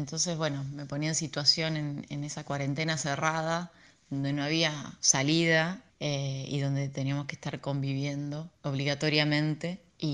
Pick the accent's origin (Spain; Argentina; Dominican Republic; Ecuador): Argentina; Salta; Es un dique que queda cerca de mi ciudad natal, que es Salta, al norte de Argentina. Es un lugar muy, muy bello, con mucha naturaleza, con un embalse de agua, donde ahí jugaba mucho de niña